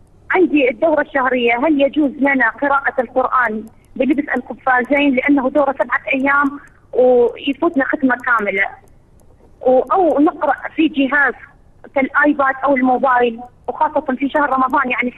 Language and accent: Arabic; Iraq; Arabic is a second language; وإحنا نازحين وفقدنا كل ما نملك في العراق في الوقت الحالي